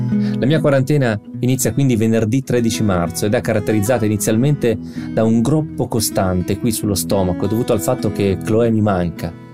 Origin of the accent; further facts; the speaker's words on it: Fermo, Marche, Italy; 3 di loro sono a Fermo, che è la mia città natale nelle Marche.